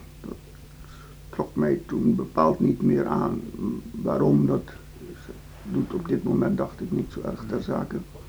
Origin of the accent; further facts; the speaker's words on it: East Java, Indonesia; moved away as an adult; now in Netherlands; Ik ben geboren in Indonesië, heb daar mijn middelbare schoolopleiding gehad, eindexamen HBS in Surabaya gedaan, op de HBS.